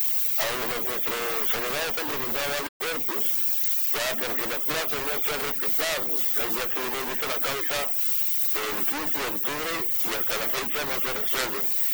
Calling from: Callao, Peru; De aquí, de allá del Cercado.

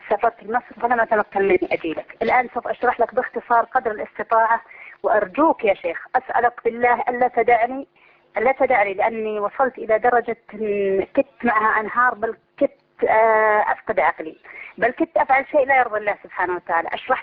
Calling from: Saudi Arabia; أنا من السعودية يا شيخ

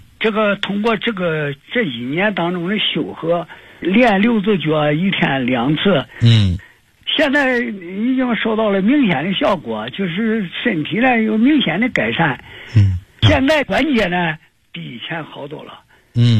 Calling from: Nanjing, Jiangsu, China; 我是南京的

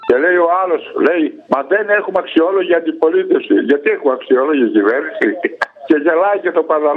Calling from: Thessaloniki, Central Macedonia, Greece; είμαι από Θεσσαλονίκη.

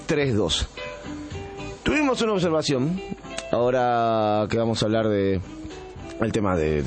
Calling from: Buenos Aires, Argentina; De Buenos Aires, disculpe que no me presenté.

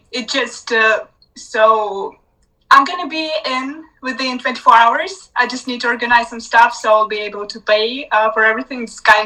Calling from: Romania; English is a second language

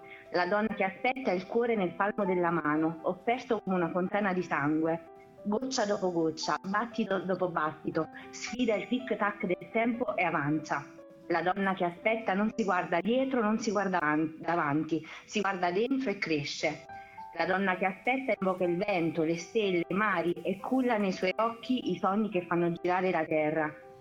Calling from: Reggio Emilia, Emilia-Romagna, Italy; No, certo, posso dire, sono a Reggio Emilia.

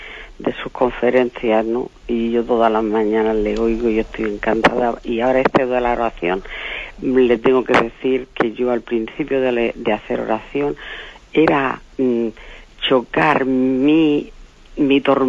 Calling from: Murcia, Region of Murcia, Spain; de Murcia

